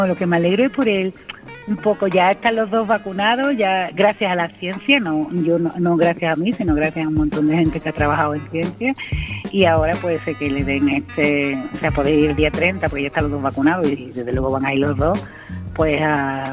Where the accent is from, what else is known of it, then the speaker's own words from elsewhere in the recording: Gelves, Andalusia, Spain; mi primer reconocimiento fue en mi pueblo, bueno, en mi pueblo Helves